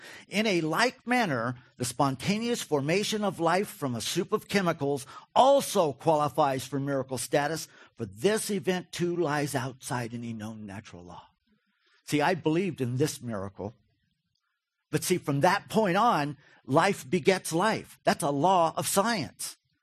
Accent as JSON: {"language": "English", "town": "Wofford", "region": "Kentucky", "country": "United States", "tie": "born or raised there", "said": "Wofford, Kentucky. Anybody familiar with Wofford? If you are, you're weird. I grew up in Wofford, Kentucky. Population 400."}